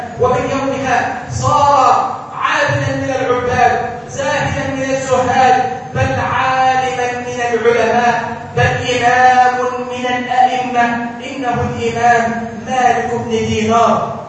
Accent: Egypt; اللهم انصر بلادنا مصر الأمن والأمان

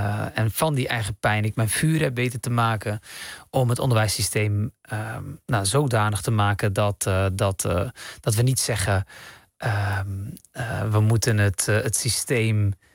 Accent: Rotterdam, South Holland, Netherlands; born there; Ik dacht, oh, dat heeft te maken met dat ik Marokkaanse roots heb of zo. Ik ben in Rotterdam geboren. Of dat ik islamitisch ben of zo.

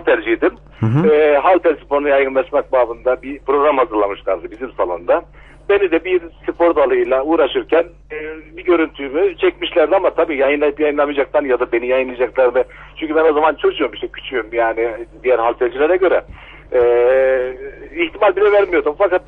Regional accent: Ankara, Turkey; Ben 47 yaşında Ankaralıyım.

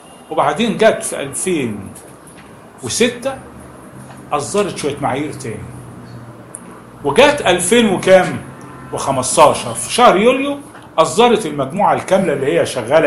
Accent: Egypt; من القديم حتى عندنا في مصر

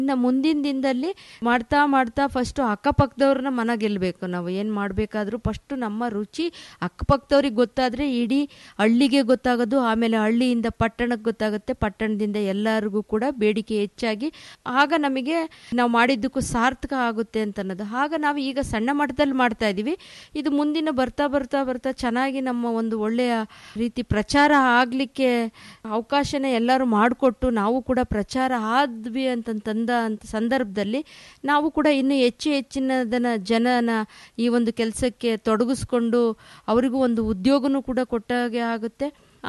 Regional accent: Hosadurga, Karnataka, India; ನಮ್ಮ ಹೊಸದುರ್ಗ ತಾಲೂಕಿನ ಸಿರಿಧಾನ್ಯದ ತವರೂರು

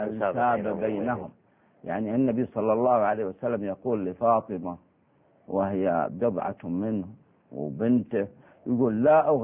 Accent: Saudi Arabia; يعني عندنا في السعودية الخادمة ما لها قدر واحد

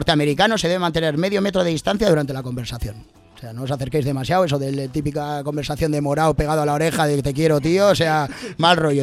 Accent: Venezuela; referente a mi tierra, en Venezuela está el Salto del Ángel, la cascada más alta del mundo

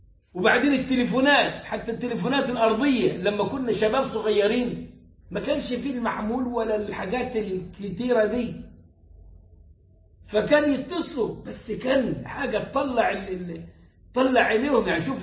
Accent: Egypt; وده غير إنه عندنا المرصد الخاص بينا كمصريين

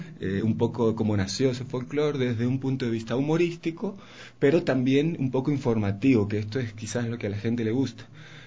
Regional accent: Argentina; moved away as an adult; now in Ecuador; Yo soy de Argentina, estoy hace 8 años, 9 años viviendo en Ecuador

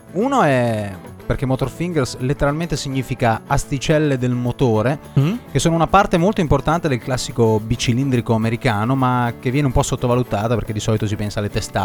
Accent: Modena, Emilia-Romagna, Italy; veniamo da Modena

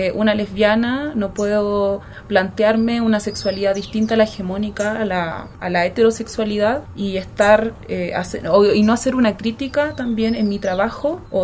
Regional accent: Chillán, Ñuble, Chile; soy chilena de nacimiento, chillaneja, siento que me representa un poco más cuando digo que soy chillaneja. Tengo 28 años

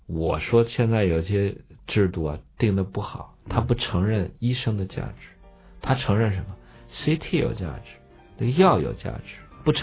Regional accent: Shanxi, China; 我爸是河南人。我从小长在山西，现在以山西人自居嘛，

